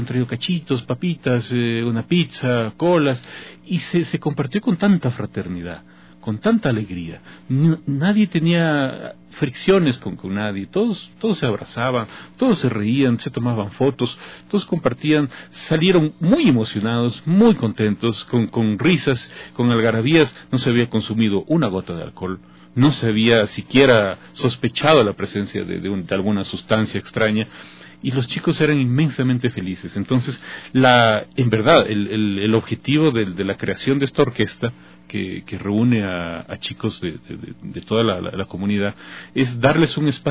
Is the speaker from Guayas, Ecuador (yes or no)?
no; Loja, Ecuador; de mi ciudad natal, de Loja, y pude terminar la carrera como pianista 10 años después en este hermoso conservatorio